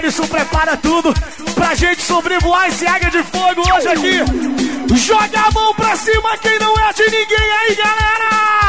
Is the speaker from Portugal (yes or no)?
no; Barcarena, Pará, Brazil; Tá ali, sou de Barca Arena.